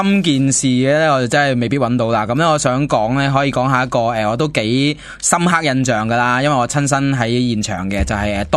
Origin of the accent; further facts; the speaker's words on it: Hong Kong; 我虽然我系香港人